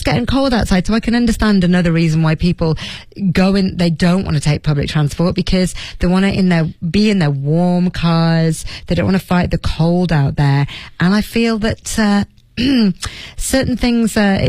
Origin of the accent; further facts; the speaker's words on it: Leeds, Yorkshire and the Humber, United Kingdom; I'm from Leeds, and I remember there being quite a lot of snow in my childhood.